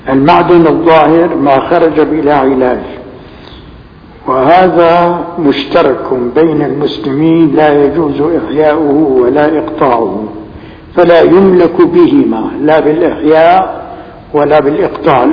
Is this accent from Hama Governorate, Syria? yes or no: no; Damascus, Damascus Governorate, Syria; فالفيجة في الحقيقة نعمة كبيرة عندنا في دمشق.